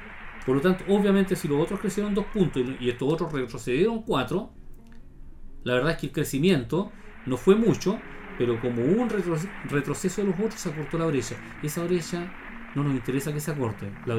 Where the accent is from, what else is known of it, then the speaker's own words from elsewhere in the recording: Bulnes, Ñuble, Chile; born there; O ya de Bulnes, porque yo nací en Bulnes, así que me hago cargo.